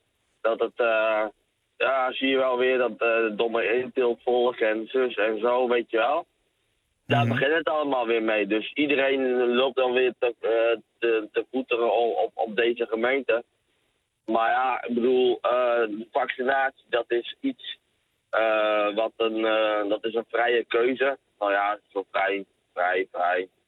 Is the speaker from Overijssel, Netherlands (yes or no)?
yes; Staphorst, Overijssel, Netherlands; Ja, ik kom zelf uit Staphorst.